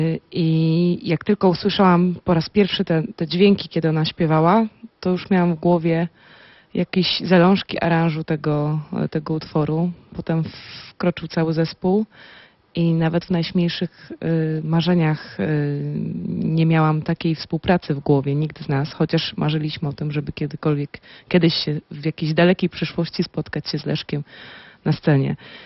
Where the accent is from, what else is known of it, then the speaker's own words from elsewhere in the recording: Poznań, Greater Poland Voivodeship, Poland; Ja jestem poznanianką